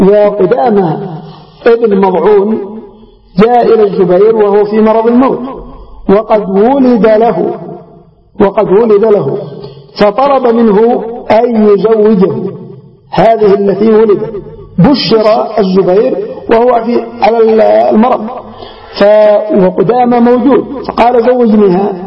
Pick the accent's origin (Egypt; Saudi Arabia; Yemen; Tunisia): Yemen; وعندنا في اليمن على سبيل المثال الزواج المبكر